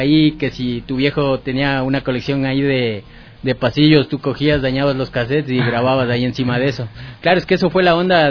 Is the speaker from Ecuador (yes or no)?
yes; Ecuador; sobre todo Ecuador, porque como ecuatoriano siempre tratas de dar a conocer el material que tienes en tu país